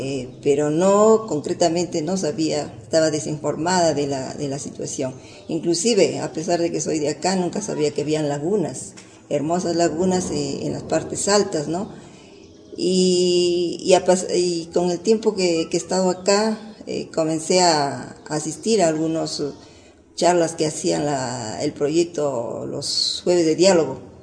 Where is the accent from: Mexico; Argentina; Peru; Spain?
Peru; Chiclayo, Lambayeque; now in Celendín, Peru; soy de Selendina de nacimiento, pero criada en Chiclayo. Y hace 5 años más o menos que estoy acá en Selendín.